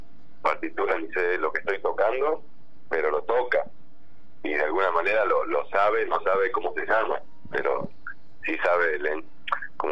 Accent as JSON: {"language": "Spanish", "region": "Buenos Aires", "country": "Argentina", "tie": "born there", "said": "Sí, nací en Buenos Aires, en zona norte."}